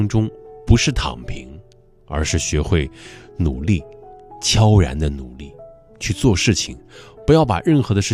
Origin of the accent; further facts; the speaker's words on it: Weifang, Shandong, China; 我的家乡山东潍坊是一个低风险的区域啊